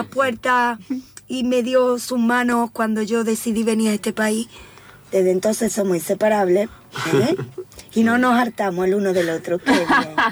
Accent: Córdoba, Andalusia, Spain; also born or lived in Seville; now in Argentina; Yo soy andaluza, nací en Córdoba.

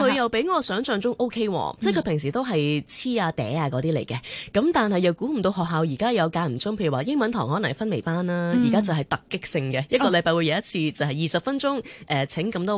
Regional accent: Hong Kong; born or raised there

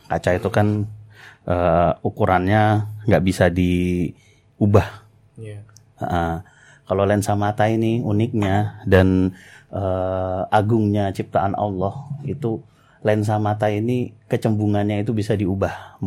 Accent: Tangerang, Banten, Indonesia; now in Sleman, Indonesia; Saya asal dari Tangerang dan saat ini tinggal di Sleman di Kecamatan Godean.

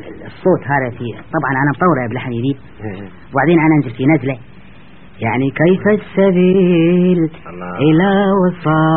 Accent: Kuwait; قلت له ابوي انا كويتي

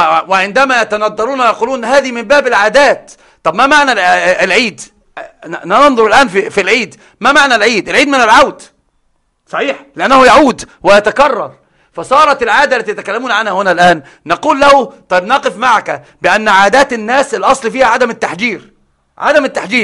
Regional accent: Upper Egypt, Egypt; زي صعيدة اللي عندنا، أنا صعيدي أيضا

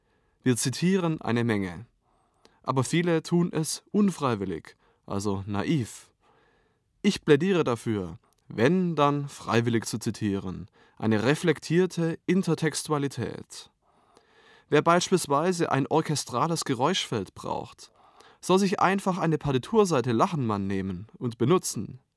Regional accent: Baden-Württemberg, Germany; now in Berlin, Germany; Ich bin Komponist, geboren 1980 und aufgewachsen in der Stuttgarter Umgebung. Ich lebe seit einigen Jahren in Berlin

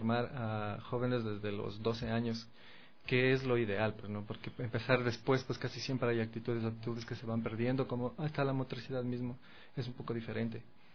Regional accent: Ibarra, Imbabura, Ecuador; born there; yo como nací en Ibarra, pues he vivido en varios lugares de nuestro país, pero el estudio de musical lo hice en la provincia de Imbabura, en Cotacachi.

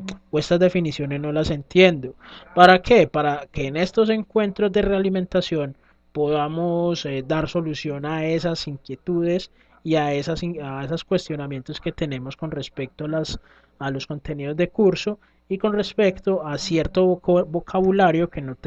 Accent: Antioquia, Colombia; Sí, es como mi acento, aunque a veces me dicen que no parezco paisa, pero bueno.

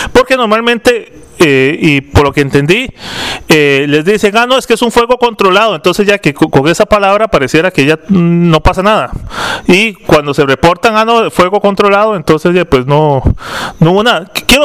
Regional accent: San José, Costa Rica; Para las personas que venimos de la ciudad de San José, tenemos el pecado de no conocer muchas cuestiones.

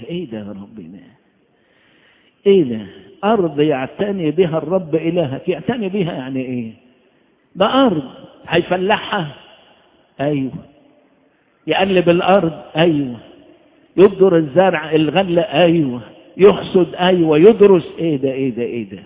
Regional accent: Upper Egypt, Egypt; عندنا في الصعيد

